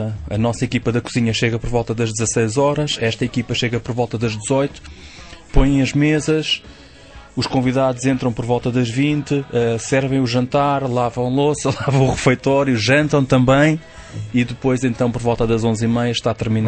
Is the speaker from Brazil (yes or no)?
no; Portugal; nós, como bons portugueses